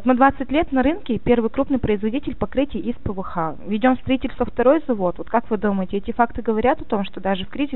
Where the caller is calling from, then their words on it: Rostov-on-Don, Rostov Oblast, Russia; Ростов-на-Дону.